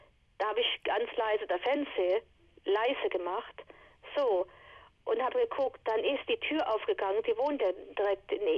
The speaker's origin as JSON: {"language": "German", "town": "Viernheim", "region": "Hesse", "country": "Germany", "tie": "born there", "said": "ich bin auch gebürtige Viernheimerin, bloß wohne ich 2 Jahre hier."}